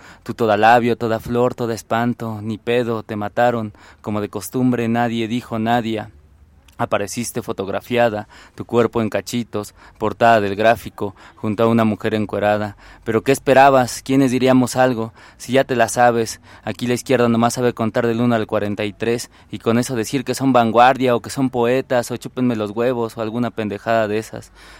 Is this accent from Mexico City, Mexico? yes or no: no; Nezahualcóyotl, State of Mexico, Mexico; yo vengo de Nesa y allá la cuestión de los feminicidios, no solo en Nesa, en todo el Estado de México